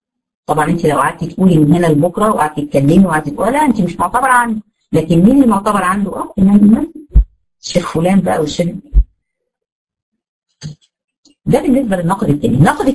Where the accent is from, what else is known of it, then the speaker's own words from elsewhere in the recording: Egypt; زي ما هنا عندنا في مصر